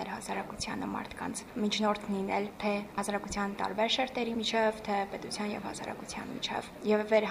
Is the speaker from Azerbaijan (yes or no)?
yes; Stepanakert, Azerbaijan; Ստեփանակերտից եմ։